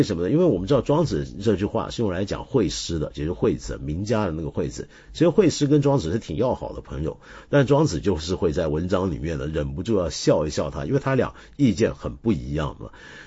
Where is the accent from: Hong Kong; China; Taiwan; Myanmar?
Taiwan; 原来我小时候在台湾啊，当时我们念五车是会被纠正的